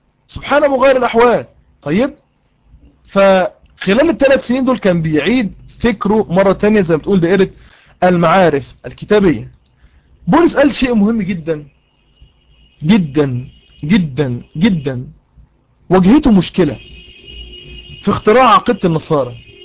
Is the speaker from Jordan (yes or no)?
no; Egypt; احنا عندنا في مصر القاتل بيتعدم